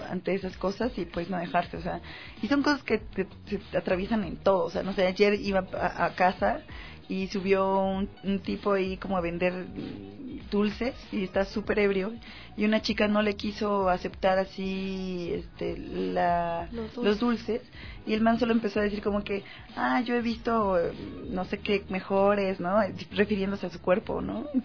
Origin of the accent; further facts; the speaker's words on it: Mexico; Plática es igual a conversar, que yo soy mexicana y ya decimos platicar en lugar de conversa.